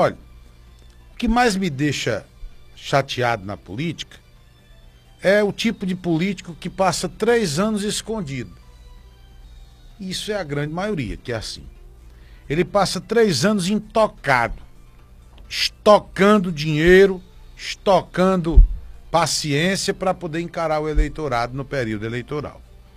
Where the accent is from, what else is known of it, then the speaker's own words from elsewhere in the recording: Eusébio, Ceará, Brazil; eu nasci praticamente no Eusébio, né? Morei lá durante muito tempo, sou cidadão de Eusébio e lá minha família toda mora lá.